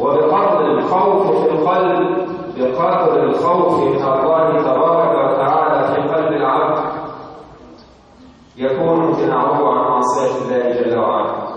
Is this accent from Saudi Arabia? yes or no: no; Egypt; عندنا في مصر بعض المحاكم في بعض المحافظات كأنها عزة